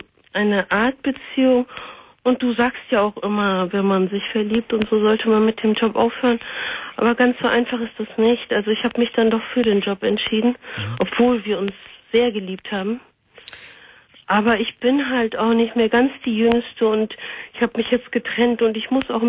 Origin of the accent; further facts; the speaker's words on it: Turkey; Also ich bin eine Türkin.